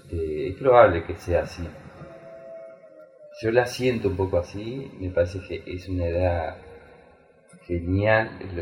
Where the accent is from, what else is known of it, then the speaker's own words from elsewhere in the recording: Tacuarembó, Uruguay; born there; moved away; yo nací en Tacuarembó en el 58, 9 de agosto de 1958. Así que el 9 de agosto de 2018 cumplió 60 años.